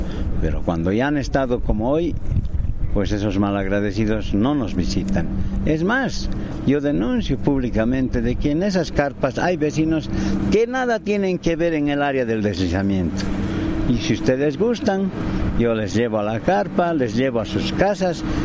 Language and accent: Spanish; La Paz, Bolivia; nosotros estamos recibiendo la donación de mi pueblo, de mi ciudad, que es La Paz, y mis vecinos.